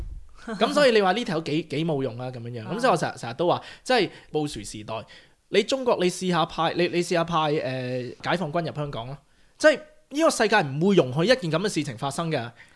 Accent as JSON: {"language": "Cantonese", "country": "Australia", "tie": "born or raised there", "said": "因為我係一個即係喺澳洲土生土長啦咁樣。"}